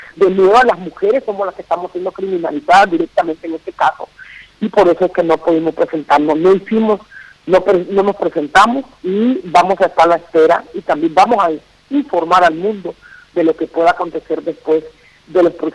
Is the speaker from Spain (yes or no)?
no; Honduras; estamos enfrentando como pueblo hondureño